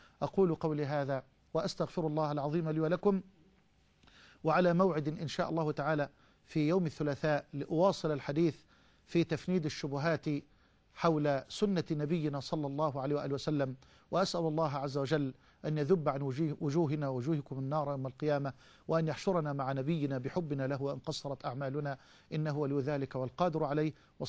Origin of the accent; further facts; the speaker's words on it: Egypt; اللهم اجعل بلدنا مصر أمنا أمانا، سخاء رخاء